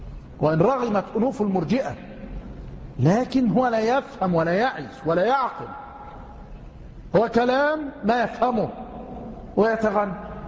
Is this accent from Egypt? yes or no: yes; Tanta, Gharbia, Egypt; ما يكفي الصنم الأكبر الذي عندنا في طنطا، وليس عندنا يعني عند جيراننا في طنطا